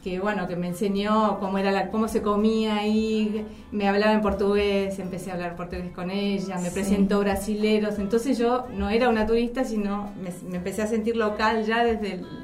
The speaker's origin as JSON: {"language": "Spanish", "region": "Buenos Aires", "country": "Argentina", "said": "De acá, de Capital."}